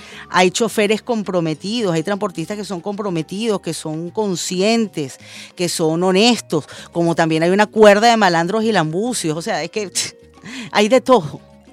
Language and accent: Spanish; Venezuela; los venezolanos somos así.